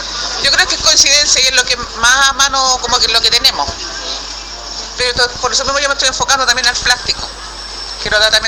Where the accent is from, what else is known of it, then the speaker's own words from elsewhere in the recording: Puente Alto, Santiago Metropolitan Region, Chile; la gente se acostumbra a vernos y nos reconozca también como que somos de Puente Alto